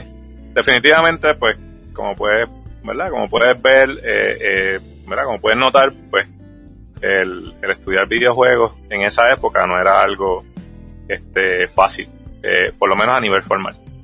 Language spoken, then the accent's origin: Spanish; Guaynabo, Puerto Rico; now in San Lorenzo, Puerto Rico; Yo siempre he vivido, ¿verdad?, nativo de Puerto Rico. Saben que siempre he estado en la isla. Básicamente ahora mismo yo soy criado de Guaynabo, pero actualmente pues resido en San Lorenzo. Y pues, es donde me he quedado finalmente viviendo.